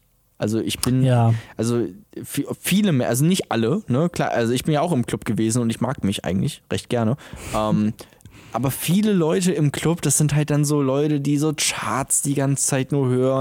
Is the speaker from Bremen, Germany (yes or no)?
yes; Bremen, Germany; also ich komme aus Bremen, so, da haben wir so eine Scheiße nicht.